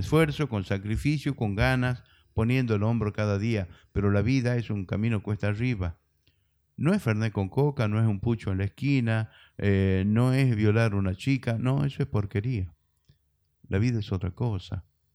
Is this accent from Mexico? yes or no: no; Metán, Salta, Argentina; soy de Metán, traigo mi propia tonada. Yo entraba sacando pecho diciendo que soy de Metán porque tengo orgullo de haber nacido ahí en la Alberdi entre Tucumán y Jujuy. Y a mi mamita la atendió una partera, yo nací en la casa